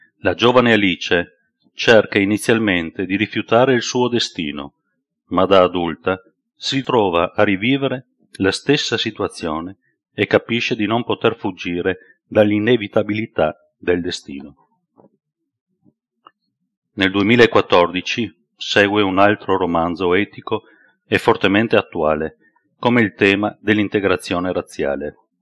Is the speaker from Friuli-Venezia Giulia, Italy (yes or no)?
yes; Trieste, Friuli-Venezia Giulia, Italy; born there; Sono nato a Trieste nel 1959, dove vivo tuttora.